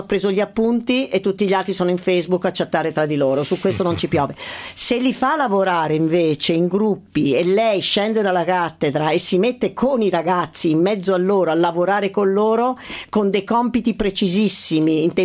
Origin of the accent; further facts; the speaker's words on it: Ascoli Piceno, Marche, Italy; Io sono di Ascoli.